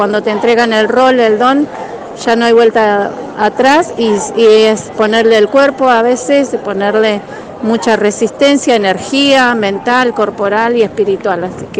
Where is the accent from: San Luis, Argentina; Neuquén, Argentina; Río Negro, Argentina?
Neuquén, Argentina; San Martín de los Andes; me designaron como CONA, una autoridad de la comunidad de San Martín de los Andes. Soy de allá, mi linaje es de allá ancestralmente, soy de la Los Currinca Tugún